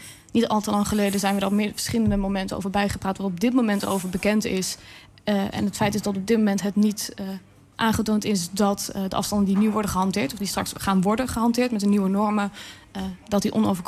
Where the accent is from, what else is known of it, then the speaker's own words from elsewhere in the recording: Soest, Utrecht, Netherlands; Ik ben zelf opgegroeid in Soest. Ik woon hier praktisch al mijn hele leven.